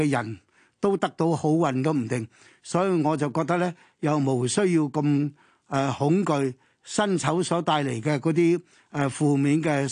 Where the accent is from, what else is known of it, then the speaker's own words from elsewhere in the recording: China; 我哋中國人有句説話